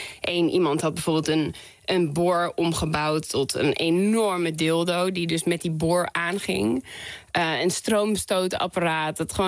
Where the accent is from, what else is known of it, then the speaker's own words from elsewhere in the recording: Amsterdam, North Holland, Netherlands; Ik ben opgegroeid in Amsterdam-West en op een autovrij terrein.